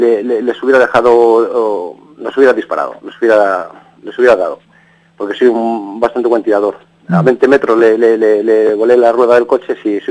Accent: Vigo, Galicia, Spain; Sí, soy gallego. Soy gallego de Vigo. Nací, pues, no sé cómo decirte, muy pobre. Nuestra Galicia es una tierra que no tiene la industrialización que han tenido las demás

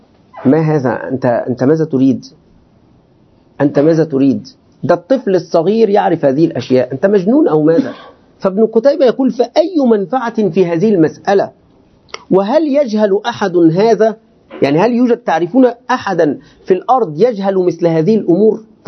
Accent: Egypt; أنا مصري مصري أريد أن أنت لماذا تضع هذه الكلمات الكبيرة في الأطعمة؟

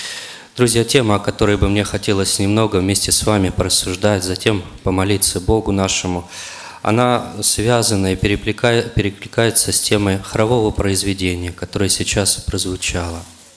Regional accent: Oryol, Oryol Oblast, Russia; я из Орла

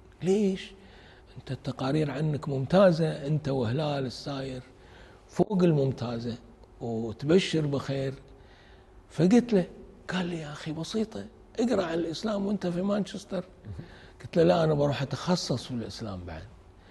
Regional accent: Kuwait; أروح أرجع إلى ديرتي الكويت وأقرأ

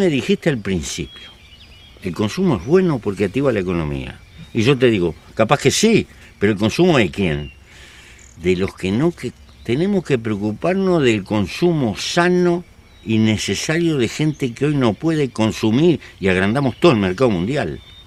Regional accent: Uruguay; Ahora hay 150.000 en mi país. Pero metimos mucha gente presa, gastamos mucha plata en represión. Conseguimos varios cargamentos confiscar de marihuana, etcétera, etcétera. Pero esto no le pasó al Uruguay.

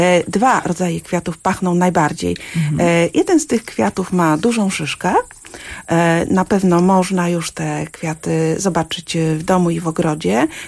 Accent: Mrągowo, Warmian-Masurian Voivodeship, Poland; born there; Urodziłam się na Mazurach, w Mrągowie.

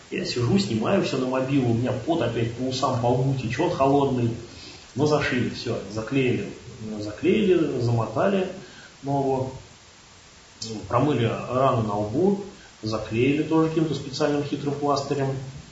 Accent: Ryazan, Ryazan Oblast, Russia; он говорит, ну что, ты откуда? Я вот из Рязани.

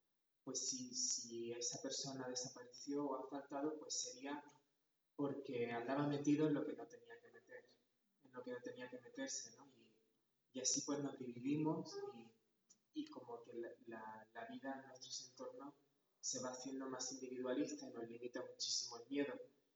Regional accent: Andalusia, Spain; moved away as an adult; now in Xalapa, Mexico; vengo de Andalucía, en el sur de España, aunque desde hace unos meses radico en Jalapa, en el estado de Veracruz

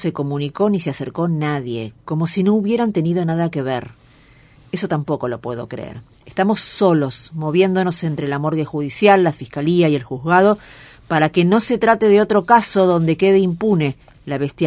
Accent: Santiago del Estero, Argentina; now in Buenos Aires, Argentina; Nosotros somos de Santiago del Estero y hace más de 30 años que vinimos a Buenos Aires con mi viejo.

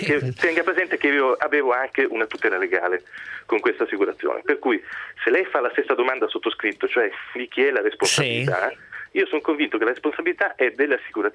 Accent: Calabria, Italy; Io sono calabrese

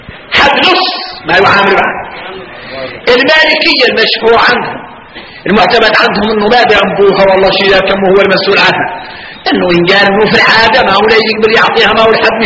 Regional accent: Mauritania; واحنا موريتاني

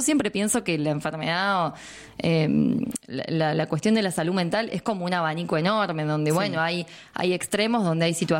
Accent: Villa Mercedes, San Luis, Argentina; Yo me acuerdo cuando era chica que en Villa Mercedes estaba la loca del barrio.

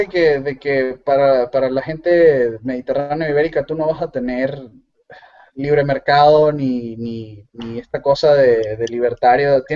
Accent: Venezuela; accent: Venezuelan; mi acento venezolano se mestizó, se mezcló con acento peruano, porque mi esposa fue criada en Perú, y con la única persona con la que hablo español seguido es ella, entonces se me pega.

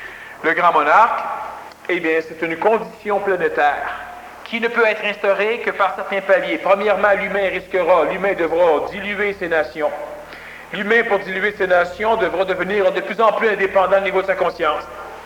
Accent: Quebec, Canada; je ne dis pas cela parce que je suis Québécois, je suis venu au monde au Québec

